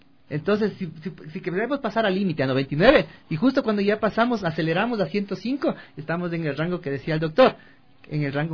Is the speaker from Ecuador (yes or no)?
yes; Quito, Pichincha, Ecuador; Nosotros, acostumbrados al radar de acá, como quiteños, vamos a Ambato y vemos el número.